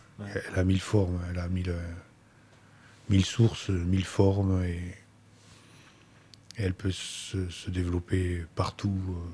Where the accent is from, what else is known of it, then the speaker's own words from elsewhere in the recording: Bordeaux, Nouvelle-Aquitaine, France; born there; now in Gers, France; père vient du Liban. Ma mère est espagnole. Je suis né à Bordeaux. Et j'habite dans le Gers depuis 1996